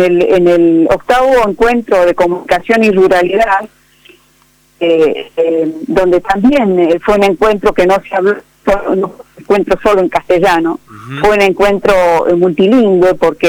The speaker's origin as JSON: {"language": "Spanish", "country": "Argentina", "said": "me decían, pero vos parece que no sos argentina, porque no hablas como porteño. Uh-huh. Y no, bueno, Argentina es más grande que Buenos Aires y que el puerto."}